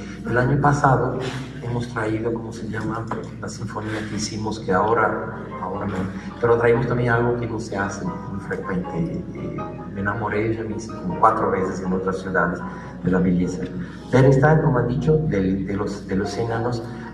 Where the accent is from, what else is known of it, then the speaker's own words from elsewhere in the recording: Brazil; también como brasileño tuvimos muchísimos problemas de este año